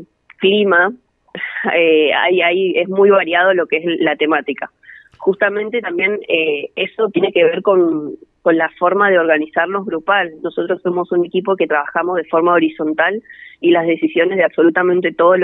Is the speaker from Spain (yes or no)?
no; Bariloche, Río Negro, Argentina; yo soy de Bariloche